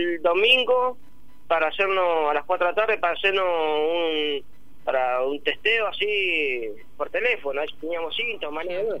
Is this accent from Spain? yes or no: no; Tandil, Buenos Aires Province, Argentina; Entonces le expliqué, le digo, yo soy de Tandil, le digo.